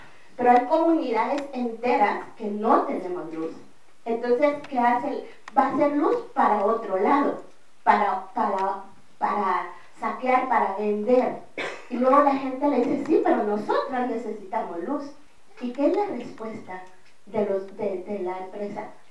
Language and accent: Spanish; Guatemala; yo vengo de Guatemala, que es el territorio que estamos defendiendo